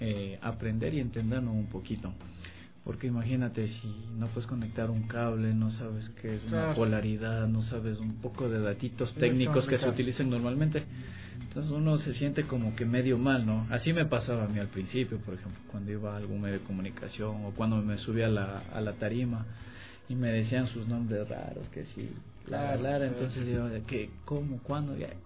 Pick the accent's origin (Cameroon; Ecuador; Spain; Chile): Ecuador; como músicos, como ecuatorianos y como blueseros